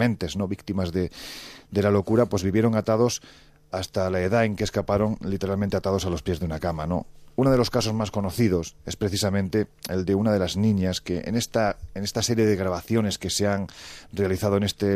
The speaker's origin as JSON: {"language": "Spanish", "region": "Andalusia", "country": "Spain", "said": "Ya sé que soy andaluz sin gracia."}